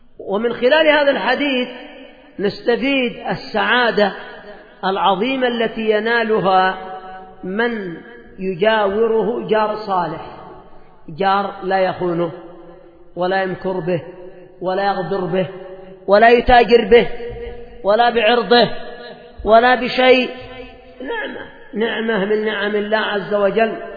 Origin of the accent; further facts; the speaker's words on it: Yemen; هذا عندنا في اليمن،